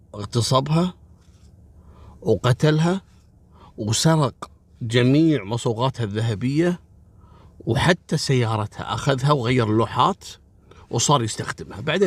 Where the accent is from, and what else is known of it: Kuwait